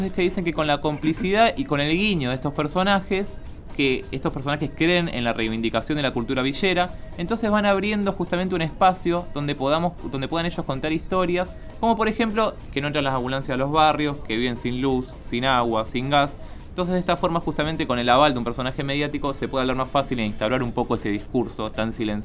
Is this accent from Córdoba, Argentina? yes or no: no; Colón, Buenos Aires Province, Argentina; en Colón, provincia de Buenos Aires, que es de donde yo vengo, que es un pueblito, es una ciudad de 30.000 habitantes, 40.000 habitantes.